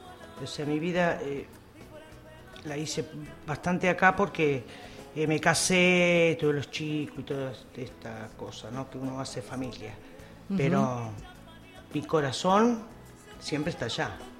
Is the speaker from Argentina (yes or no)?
yes; Puerto Gaboto, Santa Fe, Argentina; born there; Hermoso pueblito de la provincia de Santa Fe. Viene a quedar entre Rosario y la ciudad de Santa Fe